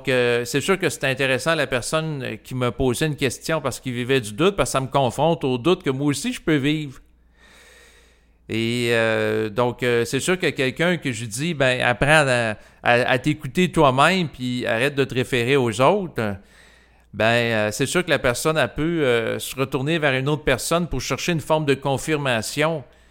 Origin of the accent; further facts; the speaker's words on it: Quebec, Canada; Et en tant que Québécois, j'ai grandi au Québec et j'ai été exposé au langage de pouvoir des Québécois, donc les jurons.